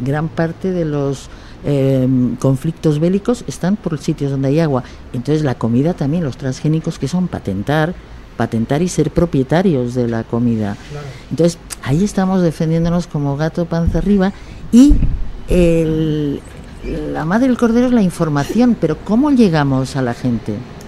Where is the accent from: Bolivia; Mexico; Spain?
Bolivia; yo soy boliviana